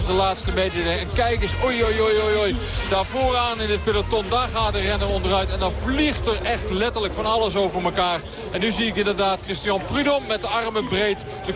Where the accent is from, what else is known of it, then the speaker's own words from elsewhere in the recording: Limburg, Netherlands; Want ja, ik ben in Limburg opgegroeid, Zuid-Limburg.